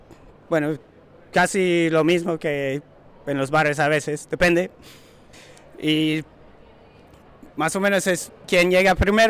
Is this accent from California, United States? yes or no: yes; Santa Cruz, California, United States; born there; now in New Orleans, United States; Bueno, yo nací en Santa Cruz, en California, y hace 3 años cambié a vivir en Nueva Orleans. Viajé por México, Centroamérica, y después de todo eso, pasé 2 años en Coruña, en Galicia